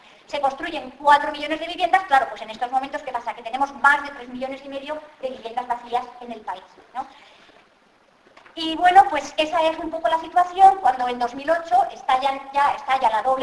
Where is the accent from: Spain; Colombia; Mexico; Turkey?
Spain; yo creo que los españoles tampoco nos merecemos. Porque somos la vergüenza de Europa.